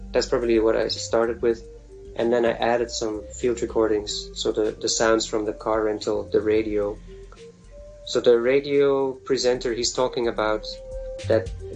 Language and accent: English; Netherlands; first language Dutch; English is a second language; And that's in Dutch, my native language.